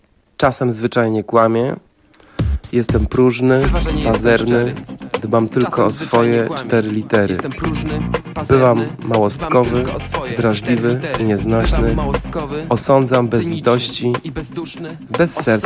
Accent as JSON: {"language": "Polish", "town": "Wrocław", "region": "Lower Silesian Voivodeship", "country": "Poland", "said": "A ja nie jestem chłopakiem z Trójkąta. Jestem chłopakiem z jednej z najlepszych dzielnic we Wrocławiu, Biskupina."}